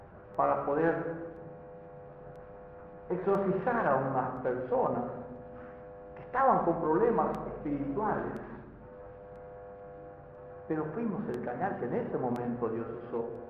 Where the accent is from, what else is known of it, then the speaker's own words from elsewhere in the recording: Paraguay; estando en mi país, en Paraguay